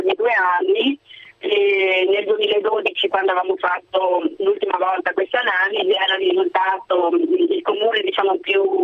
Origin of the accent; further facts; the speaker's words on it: Padua, Veneto, Italy; Io sono padovana e quindi è una città che è stata esclusa in realtà da questa graduatoria.